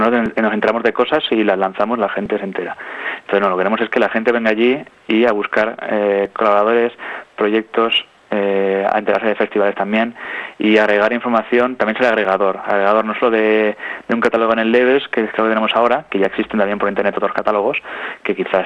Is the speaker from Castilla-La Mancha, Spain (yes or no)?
yes; Albacete, Castilla-La Mancha, Spain; Oye, pues yo qué sé, yo soy de Albacete, pues voy a ayudarlos porque me parece interesante.